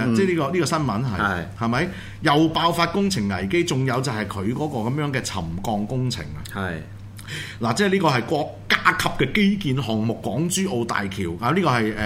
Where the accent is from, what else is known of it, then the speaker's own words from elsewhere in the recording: Hong Kong; 我哋香港人嚟嘅，我哋就唔係斷章取義嘅